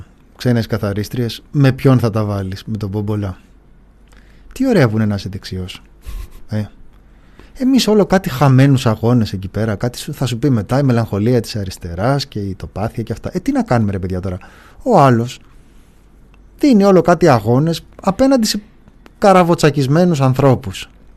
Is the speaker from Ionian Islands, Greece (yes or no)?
no; Ilioupoli, Attica, Greece; Εγώ είμαι από την Ηλιούπολη.